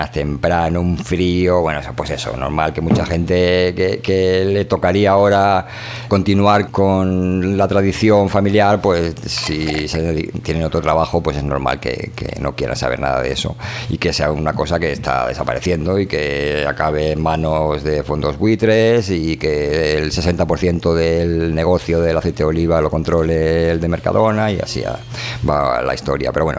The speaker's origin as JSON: {"language": "Spanish", "town": "Toledo", "region": "Castilla-La Mancha", "country": "Spain", "tie": "born there", "said": "Bueno, pues las tierras medias, que nací en Toledo."}